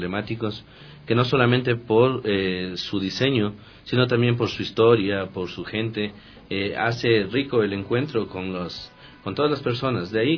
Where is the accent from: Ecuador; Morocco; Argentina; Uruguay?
Ecuador; Quito, Pichincha; para que podamos como quiteños ya tener una visión clara de lo que tenemos en cada uno de nuestros barrios.